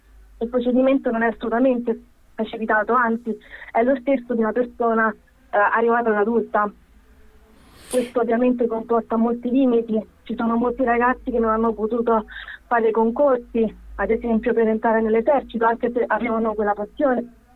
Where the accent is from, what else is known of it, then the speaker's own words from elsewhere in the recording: Serbia; now in Italy; Quindi c'è tutto quanto un gap di quando ero piccola, che non ho vissuto il mio paese. Poi comunque io, non essendo fluente nel serbo, lo capisco ma non lo parlo bene.